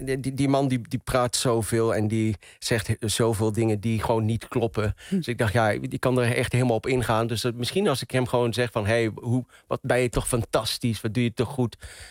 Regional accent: Venlo, Limburg, Netherlands; accent: Venlo dialect; also born or lived in Marrakesh, Morocco; Ik ben geboren in Marrakesh, maar opgegroeid en opgetogen in Venlo, in Limburg. Ik ben een Venlonaar, een Venloneer. Ik praat plat, ik spreek het dialect.

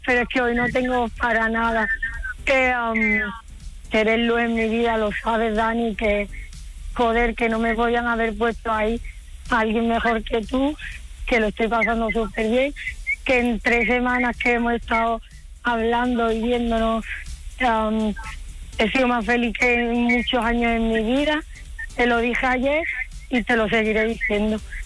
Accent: Cádiz, Andalusia, Spain; Es que soy muy lanzada, ¿sabes? Como buena gaditana vamos a por todas.

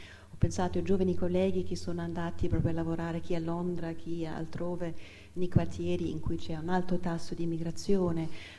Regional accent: Germany; io che sono tedesca, anche la nazionalità tedesca

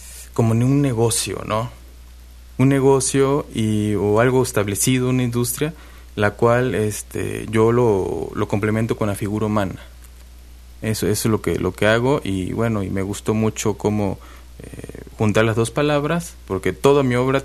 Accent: Coatzacoalcos, Veracruz, Mexico; also born or lived in Minatitlán; now in Xalapa, Mexico; Ahí nací, pero radiqué desde que nací, digamos, en Coatzacoalcos 12 uh-huh. años. Uh-huh. Y de los 12 para acá, ya más o menos 21 años que estoy acá en Jalapa.

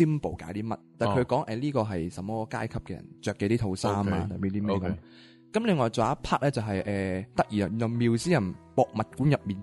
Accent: Hong Kong; 咁当然我从香港嚟噶啦，咁我嘅睇下香港啦

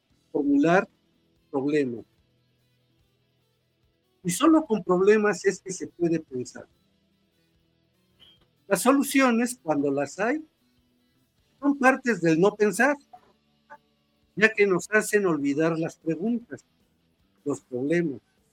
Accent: Mexico; cuán distintos somos los mexicanos a otros humanos

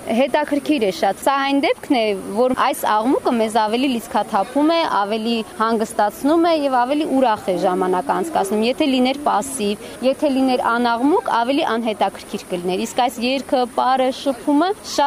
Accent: Jermuk, Vayots Dzor, Armenia; շատ սիրում ենք մեր գյուղը, որտեղ որ հիմա ապրում ենք, չնայած մենք եկել ենք Ջերմուկից

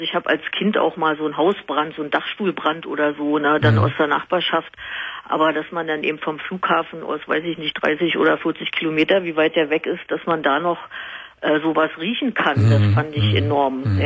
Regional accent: Berlin, Germany; ich komme aus Berlin

